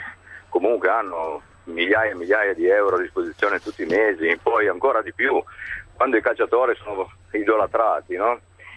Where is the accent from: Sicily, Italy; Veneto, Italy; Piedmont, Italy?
Piedmont, Italy; Turin; sono di Torino, sono anche abbastanza vecchio, un vecchio tifoso del Torino